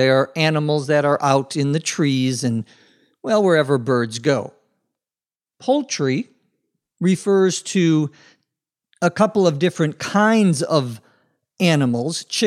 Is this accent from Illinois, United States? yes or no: no; Minnesota, United States; Where I grew up in Minnesota, lots of people are into or interested in hunting.